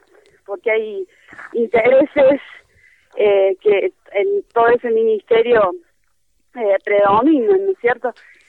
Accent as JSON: {"language": "Spanish", "region": "Córdoba", "country": "Argentina", "said": "yo particularmente soy de Córdoba Capital"}